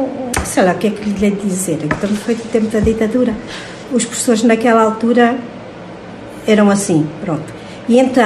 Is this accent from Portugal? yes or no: yes; Arganil, Centro, Portugal; Eu sou natural de Chãs d'Égua, da freguesia de Pio, de um concelho de Arcanil.